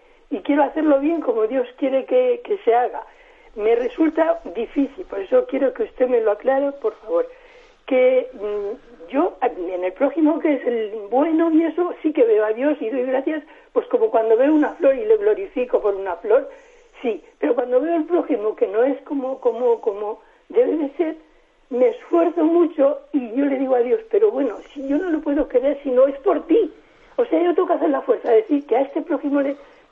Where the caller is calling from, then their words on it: Madrid, Community of Madrid, Spain; de Madrid.